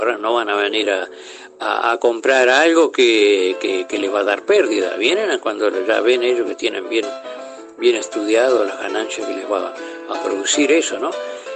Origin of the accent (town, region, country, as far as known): Paysandú, Uruguay; born or raised there